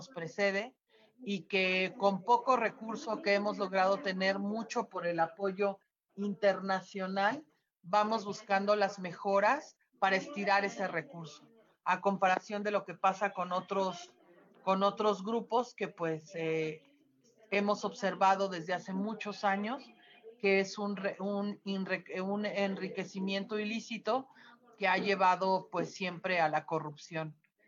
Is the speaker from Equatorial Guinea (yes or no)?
no; Mexico; entre nosotros como mexicanos